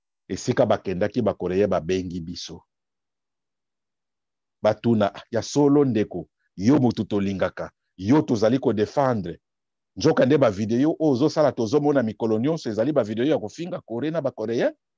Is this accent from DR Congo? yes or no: yes; DR Congo; Mais nazali congolais. Je suis congolais. La Corée au coréen, le Congo au congolais. Je suis congolais.